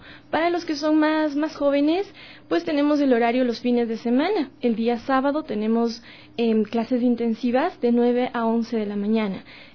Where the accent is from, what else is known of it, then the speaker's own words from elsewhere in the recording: Ecuador; siendo ecuatorianos llevamos la música en la sangre.